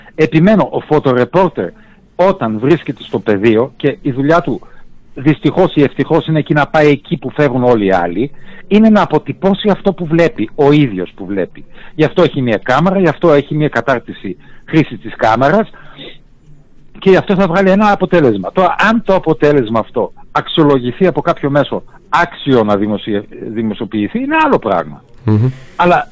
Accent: Germany; Γεννήθηκα, μεγάλωσα στη Γερμανία.

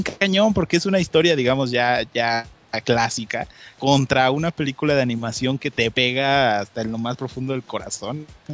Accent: Mexico; porque somos mexicanos y tenemos que meter el albur a fuerza.

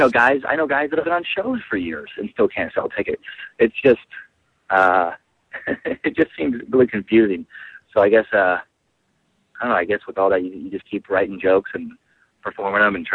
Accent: Idaho, United States; now in California, United States; I'm from Idaho, actually. I'm a Northwest guy, and I started doing comedy in Washington State. And, so I'm a Northwest transplant to California.

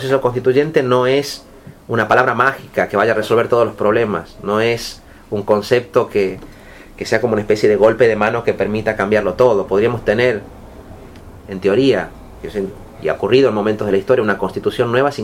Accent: Catalonia, Spain; Es verdad, yo vengo de Cataluña.

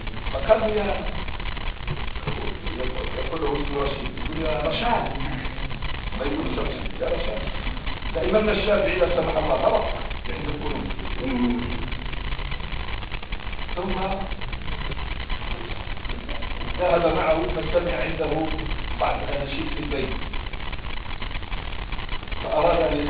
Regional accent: Egypt; أنا واحد مصري

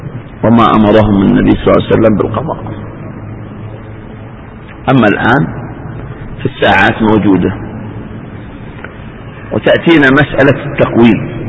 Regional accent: Eastern Province, Saudi Arabia; تجد من بعض الناس عجيبة في منطقة عندنا في الشرقية

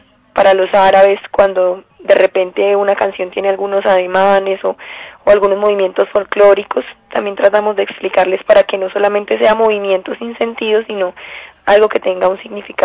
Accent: Colombia; es un mundo completamente, pues, completamente nuevo para uno como colombiana

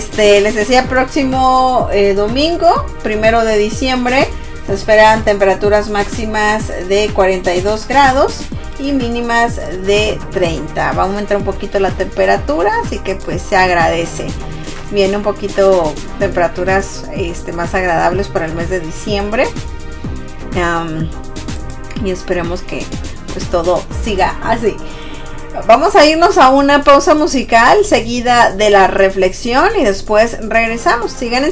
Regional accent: northern Mexico, Mexico; que también está haciendo frío en el norte de México, de donde soy yo.

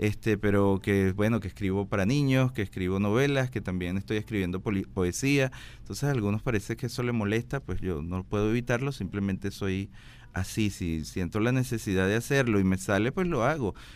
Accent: Puerto Cabello, Carabobo, Venezuela; Yo soy de Puerto Cabello, mi papá nos traía a Caracas

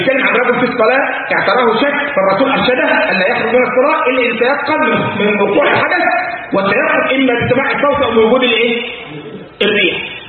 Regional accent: Egypt; كان عندنا في مصر الكلام ده مثلا من 25 سنة

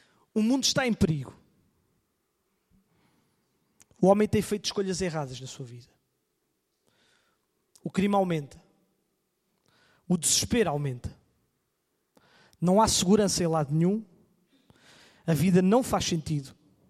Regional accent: Coimbra, Portugal; Os irmãos entendem, eu cresci em Coimbra, mas eu não me sentia seguro.

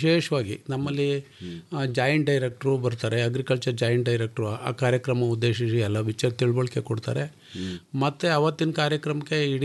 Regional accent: Bidrahalli, Karnataka, India; Sir, ನಾವು ಕಿಕ್ಕೇರಿ ಪಕ್ಕ ಬಿದ್ರಳ್ಳಿಯವರು. ನಾನು ಒಬ್ಬ ಕೃಷಿಕ.

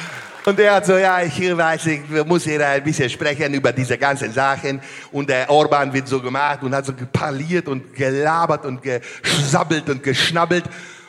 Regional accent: Turkey; Digga, ich bin Türke.

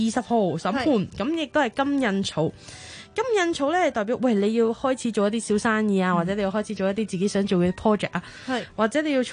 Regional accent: Hong Kong; 我覺得同我哋一般香港人嘅諗法有啲唔同，我哋香港人就忍啦，忍到就忍啦

